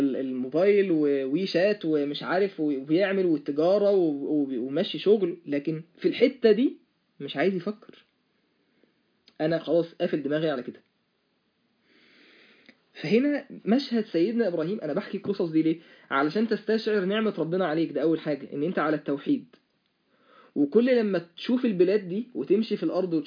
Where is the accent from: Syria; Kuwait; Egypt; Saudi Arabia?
Egypt; انا من مصر وانت من الصين